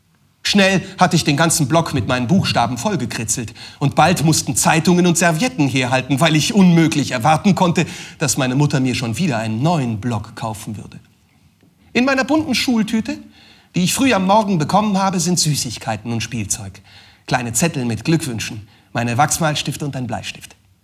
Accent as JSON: {"language": "German", "country": "Turkey", "said": "Ja klar, ich bin Türke."}